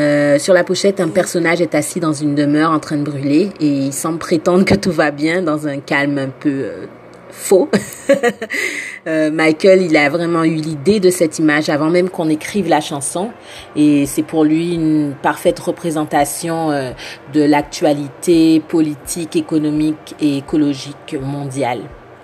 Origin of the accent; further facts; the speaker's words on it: Guadeloupe; first language Antillean Creole; French is a second language; je suis guadeloupéenne avant tout et je suis la chanteuse auteure du groupe. Donc j'ai eu la liberté finalement de pouvoir écrire dans la langue qui me plaisait, ma langue maternelle.